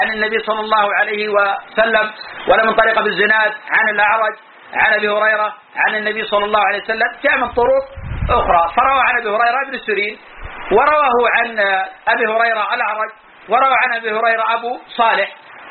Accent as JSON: {"language": "Arabic", "region": "Najd", "country": "Saudi Arabia", "said": "وإلى الآن بقايا من النساء الكبار عندنا في نجد"}